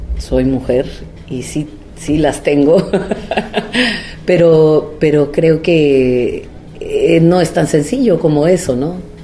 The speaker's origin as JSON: {"language": "Spanish", "region": "Oaxaca", "country": "Mexico", "said": "y también como oaxaqueña, porque creo que como oaxaqueña percibimos la política de una manera distinta, en la que toda la comunidad participa de cierta forma en las decisiones, ¿no?, de nuestra sociedad."}